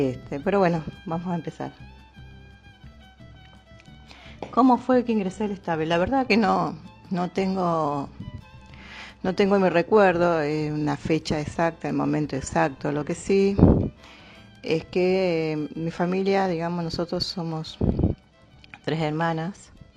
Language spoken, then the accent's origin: Spanish; Rosario, Santa Fe, Argentina; also born or lived in Córdoba; cuando yo tenía 4 o 5 años, Graciela 3, más o menos, nos vinimos de Córdoba y nos instalamos en Rosario. Entonces no teníamos familia en Rosario.